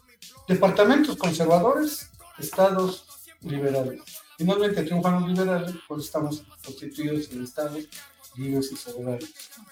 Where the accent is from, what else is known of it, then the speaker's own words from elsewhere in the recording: Mexico; México, como los mexicanos nos construimos a partir del siglo XX